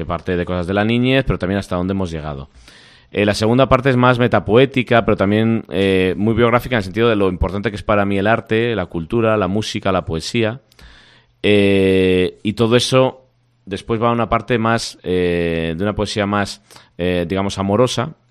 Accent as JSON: {"language": "Spanish", "town": "Astorga", "region": "Castile and León", "country": "Spain", "said": "Yo soy de Astorgano"}